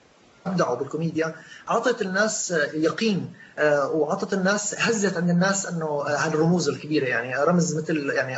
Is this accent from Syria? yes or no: yes; Syria; نحن كسوريين عندنا رصيد وتاريخ بالنجاح بثوراتنا